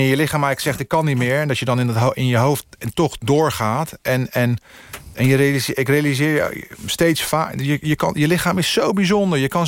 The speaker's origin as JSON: {"language": "Dutch", "country": "Netherlands", "said": "En laten zien dat wij als Nederlanders zijnde echt wel wat kunnen."}